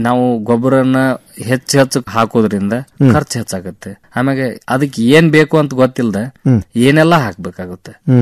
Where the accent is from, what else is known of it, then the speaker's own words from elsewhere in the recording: Morab, Karnataka, India; ನಾವು ಮೂಲತಃ ಧಾರವಾಡ ಜಿಲ್ಲಾ ನವಲಗುಂದ ತಾಲೂಕು ಮೊರಬು ಗ್ರಾಮದ